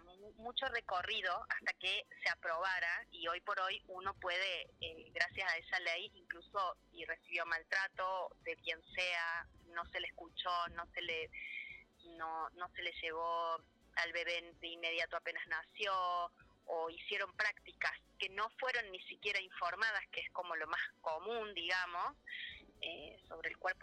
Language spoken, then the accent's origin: Spanish; Córdoba, Argentina; yo vivo hace ya 20 años en Huerta, soy bien cordobesa, pero vivo en Huerta Grande hace 20.